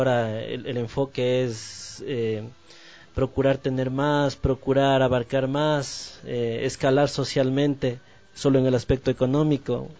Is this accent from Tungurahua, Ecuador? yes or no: no; Quito, Pichincha, Ecuador; todos los integrantes somos del sur de Quito